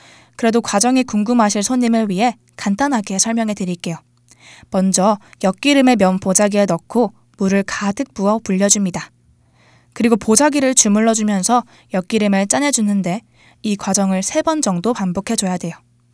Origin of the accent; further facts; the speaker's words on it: Andong, North Gyeongsang, South Korea; 사실 제 고향인 경상북도 안동에서는 우리가 흔히 식혜라고 부르는 옅은 갈색 음료를 감주라고 불러요